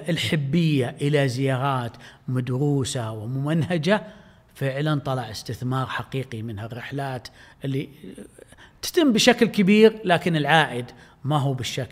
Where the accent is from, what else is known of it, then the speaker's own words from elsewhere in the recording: Saudi Arabia; إذا كان لهم في مقابسهم خصوصية مختلفة عندنا في السعودية